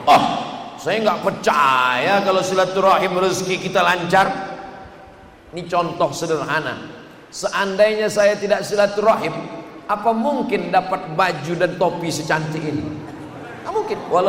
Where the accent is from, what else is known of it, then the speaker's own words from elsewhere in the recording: Riau, Indonesia; Saya datang dari Riau, Sumatera.